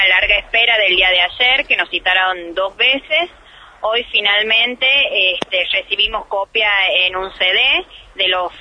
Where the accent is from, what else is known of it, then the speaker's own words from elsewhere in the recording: Argentina; vos sabés cómo somos los argentinos